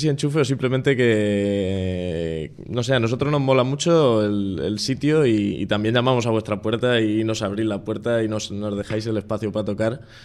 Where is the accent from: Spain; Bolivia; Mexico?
Spain; Alcázar de San Juan, Castilla-La Mancha; now in Madrid, Spain; Yo no, yo soy de Alcázar, yo soy manchego. Yo soy manchego. De Alcázar de San Juan, pero llevo ya 3 años en Usera.